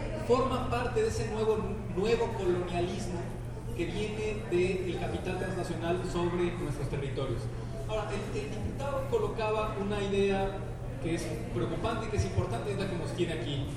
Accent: Mexico; como los mexicanos no podemos

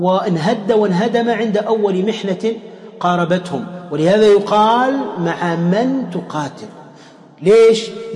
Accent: Tunisia; أضرب لكم مثال عندنا في تونس أيضا

